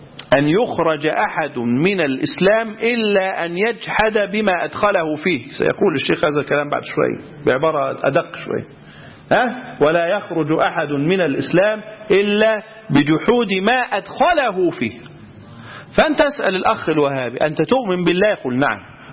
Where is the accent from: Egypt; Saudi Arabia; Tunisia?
Egypt; وعندنا في مصر القضاء الشرعي يحكم بهذا